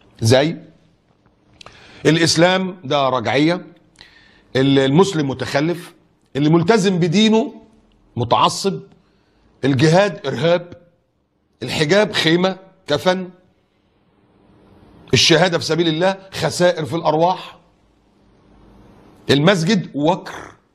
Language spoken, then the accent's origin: Arabic; Egypt; مؤتمر السكان اللي كان موجود عندنا في مصر